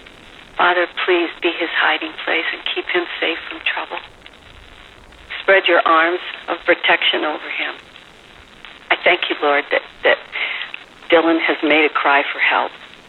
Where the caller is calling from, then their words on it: Costa Rica; from Costa Rica